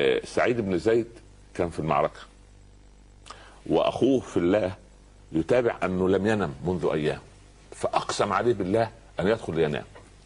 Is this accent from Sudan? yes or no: no; Upper Egypt, Egypt; يقول عندنا في الصعيد على القدر برمة